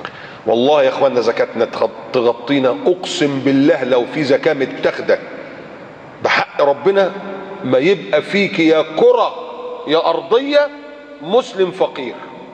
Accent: Egypt; بلدنا مصر

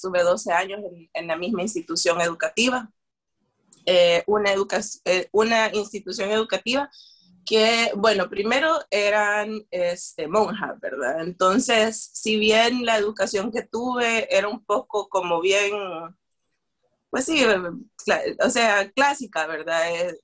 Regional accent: San Marcos, San Salvador, El Salvador; born there; Yo nací en San Marcos, y hay una parte ahí de mi niñez que está un poco borrosa

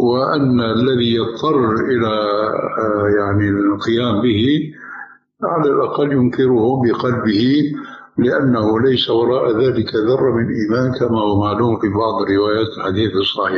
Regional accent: Syria; now in Jordan; ولو أمثله هنا في الأردن وفي عندنا في سوريا

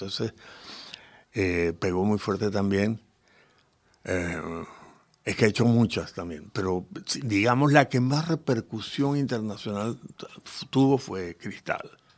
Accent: Valencia, Carabobo, Venezuela; also born or lived in Caracas; Nací en Caracas, Venezuela. Sí, y mi niñez fue una niñez muy afortunada. Por el hecho de que, aunque nací en Caracas, vivíamos en Valencia, una ciudad del interior.

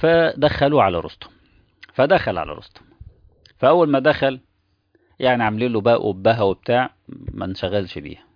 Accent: Egypt; من وجهة نظرنا احنا كمصريين

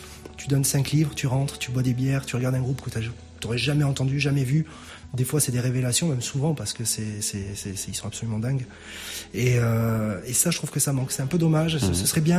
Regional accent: Bayonne, Nouvelle-Aquitaine, France; J'ai toujours été bien reçu chez nous, dans le Sud-Ouest, enfin sur Bayonne et sa région.

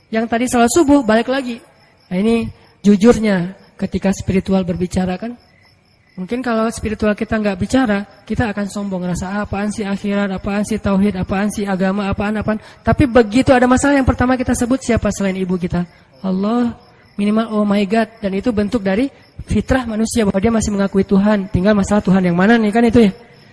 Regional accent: Aceh, Indonesia; kan saya dari Aceh.

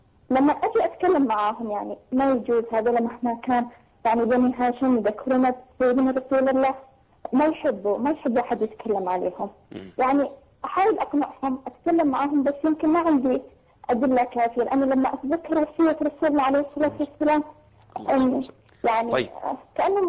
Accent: Yemen; من أمريكا. أنا يمنية وجاية زيارة في أمريكا

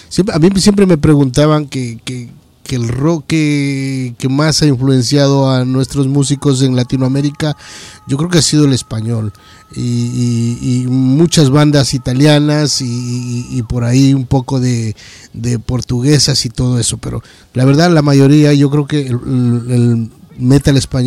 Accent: Ecuador; moved away as an adult; now in Madrid, Spain; yo también soy latinoamericano, soy ecuatoriano, radicado aquí ya para 25 años en Madrid.

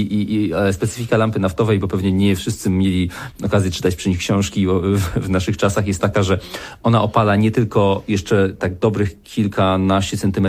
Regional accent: Beskid Niski, Poland; ja się wychowałem w dużej mierze częściowo w Beskidzie Niskim, daleko od ludzkich siedzib w domu, w którym nie było prądu. Spędziłem tam 7 lat dzieciństwa.

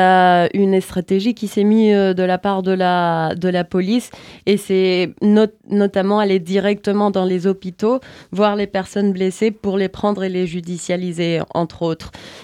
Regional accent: Cali, Valle del Cauca, Colombia; French is a second language; Je parle seulement de Cali parce que je viens de Cali

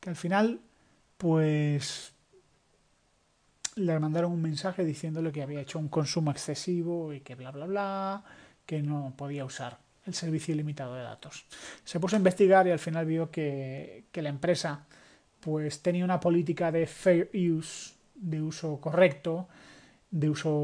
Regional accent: Spain; un saludo a todos nuestros compatriotas españoles

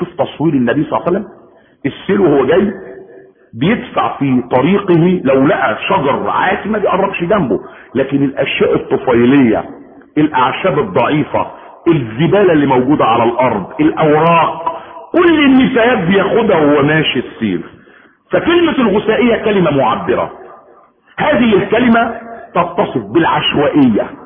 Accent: Egypt; واسر ملك من ملوكهم في المنصورة عندنا في مصر

